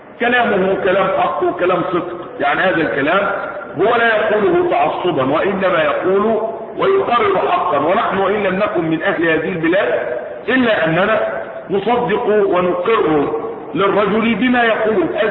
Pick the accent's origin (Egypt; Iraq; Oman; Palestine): Egypt; احنا مصريين بس بنقول كلمه ايه الحق باذن الله تبارك وتعالى